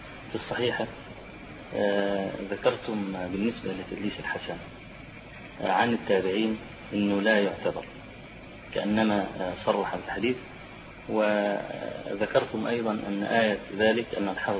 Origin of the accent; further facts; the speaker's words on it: Egypt; فيه بعض الناس عندنا في مصر اعترض على هذا